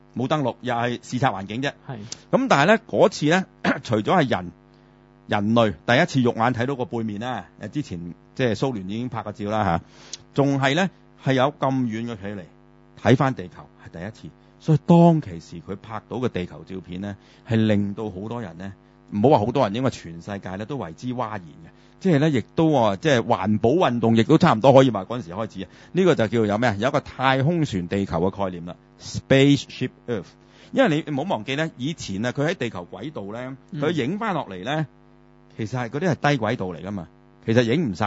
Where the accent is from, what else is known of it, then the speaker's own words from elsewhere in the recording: China; 當然我哋中國人而家就個個都知啦